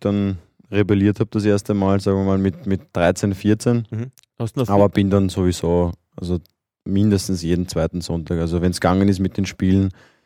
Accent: Vienna, Austria; born there; Und also ich bin in Wien geboren.

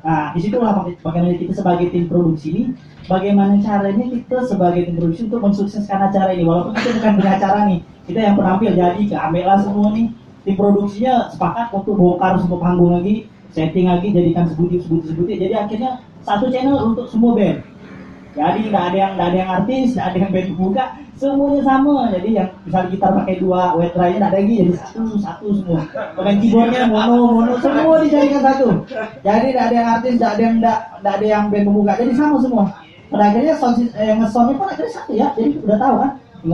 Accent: Pontianak, West Kalimantan, Indonesia; Apa di kami ini kan orang Pontianak gak malu dah.

